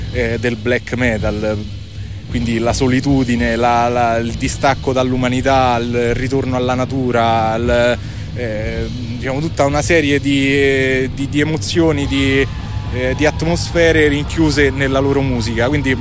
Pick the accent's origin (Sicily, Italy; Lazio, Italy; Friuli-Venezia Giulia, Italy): Lazio, Italy; Da provincia di Viterbo, quindi sì, stiamo parlando della zona della Tuscia.